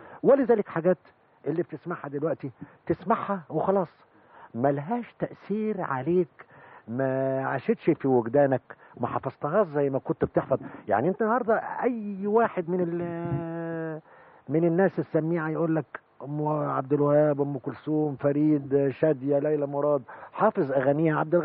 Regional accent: Egypt; لأن إحنا كناس مصريين بصراحة، يعني نتكلم بصراحة

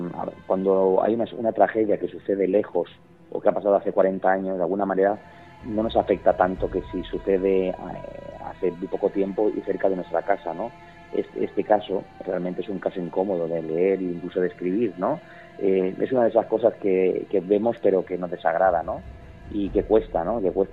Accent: Barcelona, Catalonia, Spain; yo soy de Barcelona, pero paso tiempo por Tarragona, por la zona de Castellón

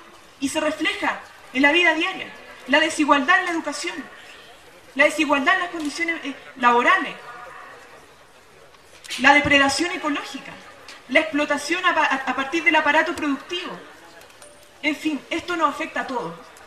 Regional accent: Chile; somos los jaguares de Latinoamérica, pero que sin embargo esa riqueza que ha crecido en Chile, que se ha producido, no se ve reflejada en la vida diaria

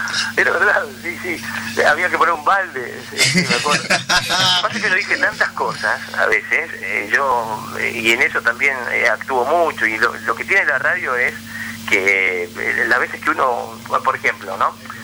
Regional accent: La Plata, Buenos Aires Province, Argentina; ¿cómo puede ser que siendo un pibe de La Plata la gente después te siga tanto?

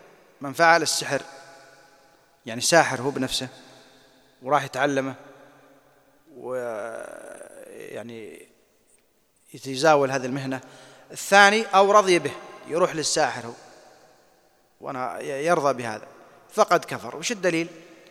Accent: Saudi Arabia; أنا أشوف القضاة عندنا في السعودية

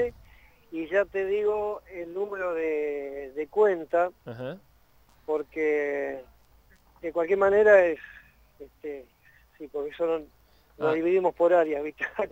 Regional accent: Argentina; nos sentimos cada vez más dignos y más grandes como argentinos, como latinoamericanos

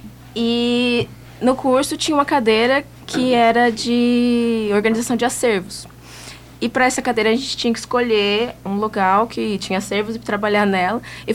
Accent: Mato Grosso, Brazil; eu sou do estado de Mato Grosso

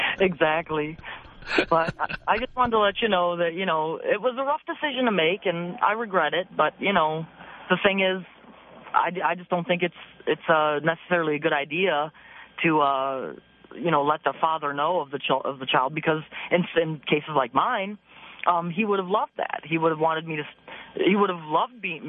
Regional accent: Perry, Ohio, United States; I'm from Cleveland, Ohio. Actually a little town called Perry

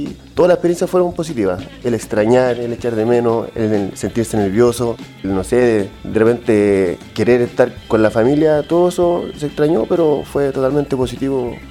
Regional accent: Melipilla, Santiago Metropolitan Region, Chile; Nosotros somos de Melipilla

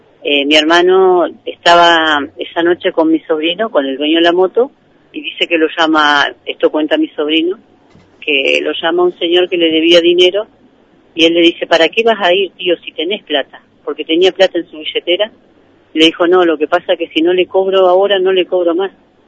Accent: Allen, Río Negro, Argentina; yo no lo conozco porque yo soy de Allen.

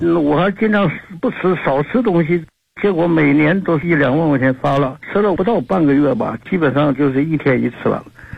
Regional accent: Nanjing, Jiangsu, China; 我是南京的学员。今年84岁了。

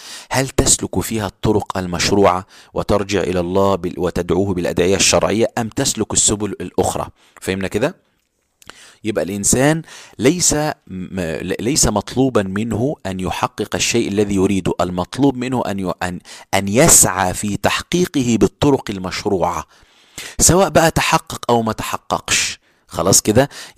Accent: Egypt; احنا دلوقتي عندنا في مصر

